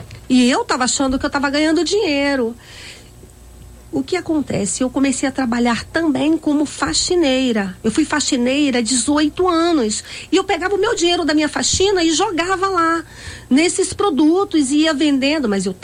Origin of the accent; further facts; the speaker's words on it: Bahia, Brazil; now in Rio de Janeiro, Brazil; Mas eu não sou do Alemão, eu sou da Bahia.